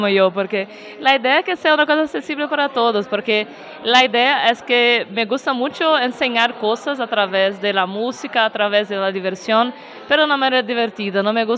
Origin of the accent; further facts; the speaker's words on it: Minas Gerais, Brazil; Spanish is a second language; moved away; Que en la naturaleza de Minas Gerais, mi pueblo, son enemigos. Pero como yo y mi hermana crecimos juntas